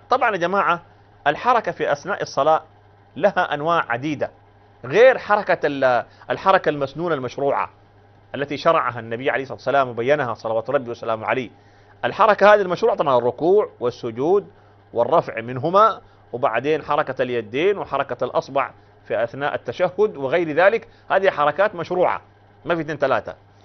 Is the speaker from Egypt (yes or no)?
no; Sudan; دي عندنا في السودان بعيده ما يمكن اصلا يعني